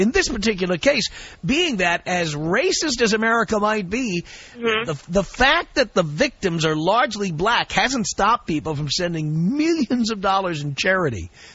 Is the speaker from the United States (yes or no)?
yes; South Bronx, New York, United States; I know I lived poor half my life, and I grew up in the South Bronx myself.